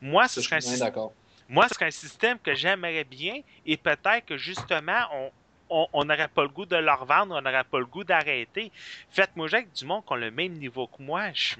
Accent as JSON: {"language": "French", "region": "Quebec", "country": "Canada", "said": "Je suis un petit Québécois qui adore ce jeu-là"}